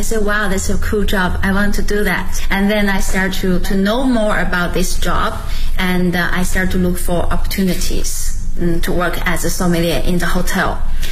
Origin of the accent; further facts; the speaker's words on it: Shijiazhuang, Hebei, China; English is a second language; now in Beijing, China; I'm originally from Hebei province and the Shijiazhuang city, the capital of the Hebei province. And right now I'm working in Beijing